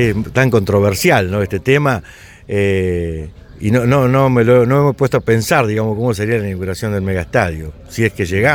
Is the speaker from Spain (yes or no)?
no; Argentina; Yo quiero pensar como argentino de que esto se vaya dando